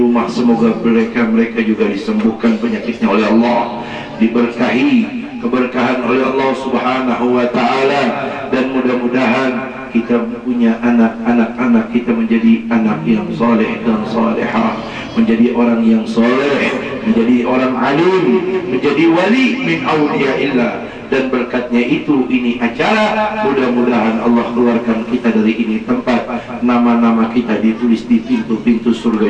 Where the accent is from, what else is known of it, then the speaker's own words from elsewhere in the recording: Jakarta, Indonesia; Saya datang dari Jakarta